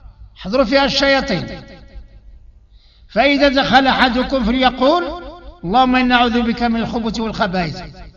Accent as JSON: {"language": "Arabic", "country": "Morocco", "said": "بالنسبة لنا احنا دابا مغاربة"}